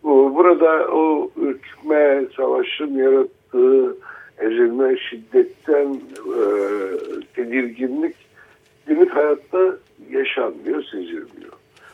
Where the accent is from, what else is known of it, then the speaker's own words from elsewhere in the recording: Diyarbakır, Diyarbakır Province, Turkey; also born or lived in Ankara; Diyarbakır benim hani memleketim sayılır gerçekten, liseyi orada okudum, liseden sonra üniversiteye Ankara'ya geldim